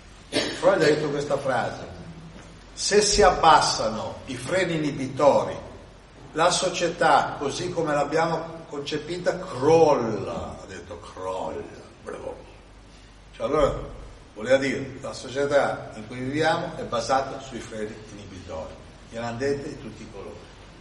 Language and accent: Italian; Milan, Lombardy, Italy; Io spesso sono in viaggio, di origine sono di Milano, c'è la famiglia delle Marche, ma stavano a Milano e sono cresciuto a Milano.